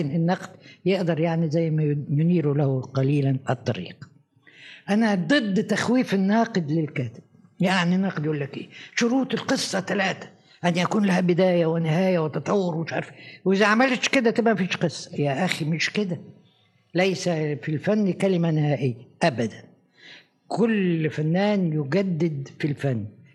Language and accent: Arabic; Egypt; لكن أنا لما جيت من مصر لروما